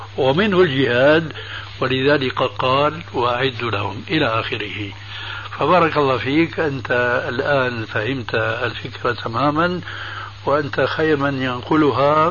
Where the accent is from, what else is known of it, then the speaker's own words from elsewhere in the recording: Syria; يقولون عندنا في سوريا عين ما بتقاوم مخرز